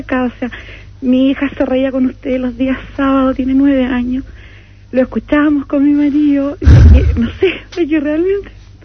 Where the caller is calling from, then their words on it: Talcahuano, Biobío, Chile; de Talcahuano.